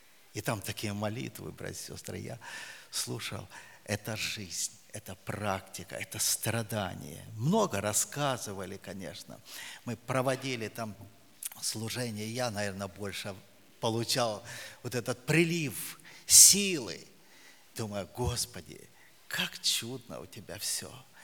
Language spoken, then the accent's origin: Russian; Siberia, Russia; Я говорю: да, Сибири.